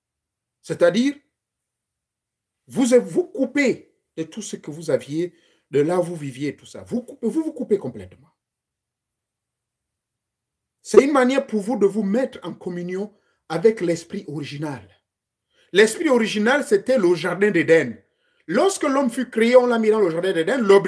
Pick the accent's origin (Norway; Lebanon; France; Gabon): Gabon; Chez moi au Gabon